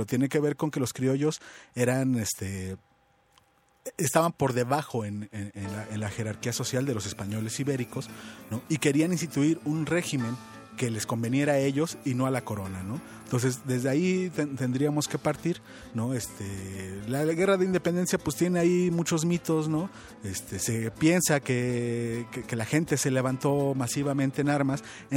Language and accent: Spanish; Mexico; todos somos mexicanos y todos tenemos que celebrar a México